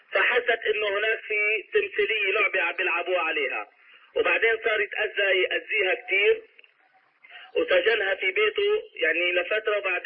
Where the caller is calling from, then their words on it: United States; حياك الله يا أخي الكريم، أنا بتكلم من أمريكا